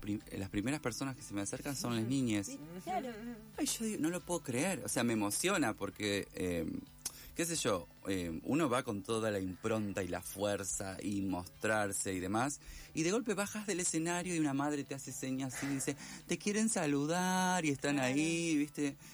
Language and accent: Spanish; Esperanza, Santa Fe, Argentina; moved away as an adult; now in Buenos Aires, Argentina; Estando acá en Buenos Aires, yo soy esperancina santafesina. imagínate que viví desde que nací hasta los 28 años allá. Y estoy acá hace un montón de años. No, tengo 39, así que estoy acá hace un poquito más de 10 años.